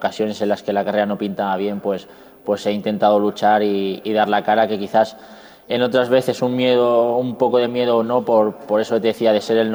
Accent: Spain; Somos los españoles los que podemos comer antes de la prueba con el mejor triatleta de la historia

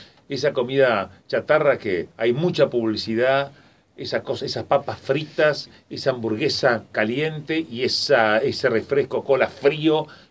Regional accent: Paysandú, Uruguay; En la Heroica, Paysandú, en mi Heroica, en mi pueblo.

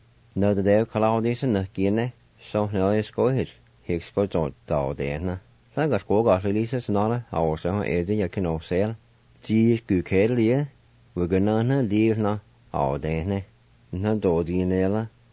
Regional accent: Jay, Oklahoma, United States; now in Tahlequah, United States; the things I remember while growing up around the Jay area and to the present time here in Tahlequah.

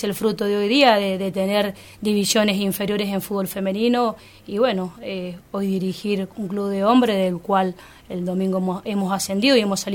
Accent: Godoy Cruz, Mendoza, Argentina; Yo soy nacida en Godoy Cruz, un barrio San Francisco del Monte

